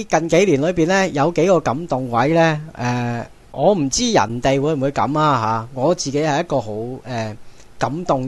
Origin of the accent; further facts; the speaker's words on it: China; 我自己觉身为一个中国人，我好自豪。